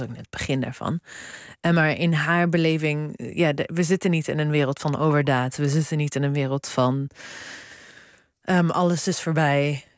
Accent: Zwolle, Overijssel, Netherlands; ja, dit was mijn jeugd in Zwolle.

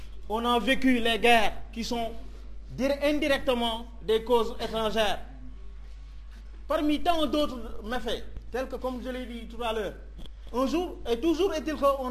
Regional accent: Senegal; Je vous dis que, il faut croire en notre sénégalité. On est des Sénégalais à part entière.

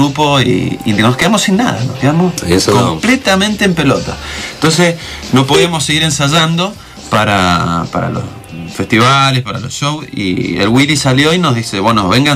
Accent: Las Heras, Mendoza, Argentina; Yo soy de Las Heras y me iba caminando

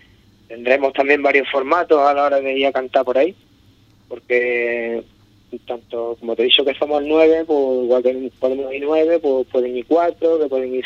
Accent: Ubrique, Andalusia, Spain; vamos a ver este muchacho ubriqueño de mi pueblo, a ver lo que trae aquí

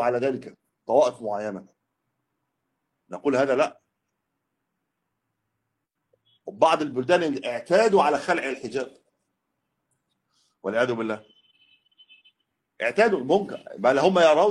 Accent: Egypt; لكن ليست عندنا في مصر يطلقون على السيارة دابة

